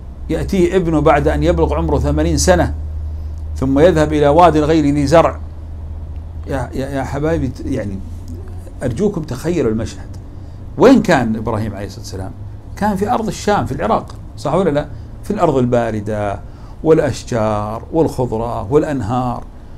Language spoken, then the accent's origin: Arabic; Saudi Arabia; أذكر في قصة حدثت في منطقة عندنا في السعودية اسمها تبوك